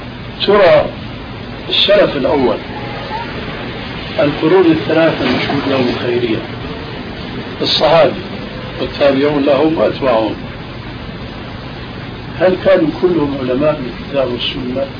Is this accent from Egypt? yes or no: no; Syria; كما يقولون عندنا في سوريا